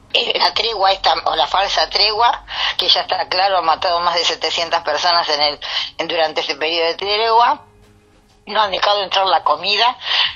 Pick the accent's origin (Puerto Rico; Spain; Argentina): Argentina; hay que tener claro nosotros como pueblo argentino